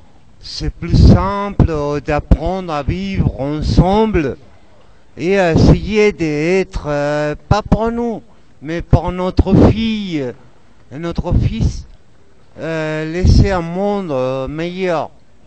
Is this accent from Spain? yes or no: yes; Spain; Bonsoir à tout le monde, je viens d'ailleurs. Je viens de l'Espagne.